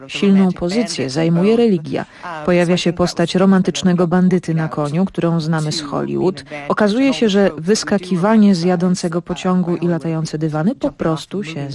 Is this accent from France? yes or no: yes; France; Wychowałam się we Francji i wiedziałam, że nie było tam żadnej królowej